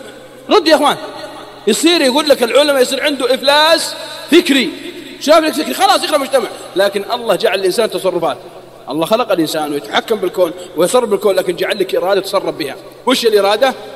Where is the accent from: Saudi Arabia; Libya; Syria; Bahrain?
Saudi Arabia; حتى عندنا في السعودية